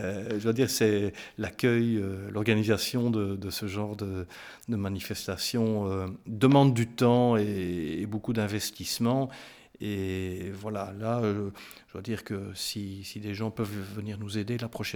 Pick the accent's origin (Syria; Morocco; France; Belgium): Belgium; Namur, Wallonia; Je suis né à Namur, je vous l'ai dit. Je ne sais pas, oui, je vous l'ai dit. Oui, j'ai vécu en ville jusqu'à l'âge de 30, 31, 32 ans.